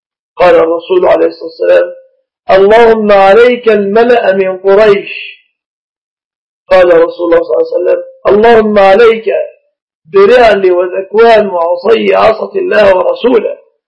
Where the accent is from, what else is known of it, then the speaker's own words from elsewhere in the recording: Egypt; هذا النصيحة النساء في بلادنا مصر، بعض البلاد ليس كل مصر